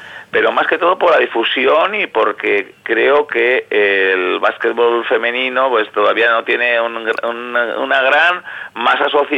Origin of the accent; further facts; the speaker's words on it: Quilmes, Buenos Aires Province, Argentina; porque soy oriundo de Quilmes.